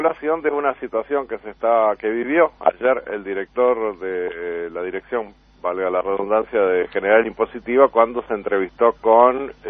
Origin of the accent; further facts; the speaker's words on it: Uruguay; cuántos uruguayos hay en nuestra tierra